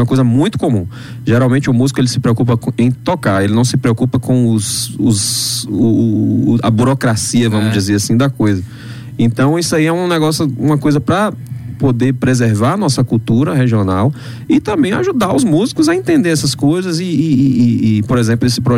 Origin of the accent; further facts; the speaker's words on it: Brazil; Eu sou brasileiro.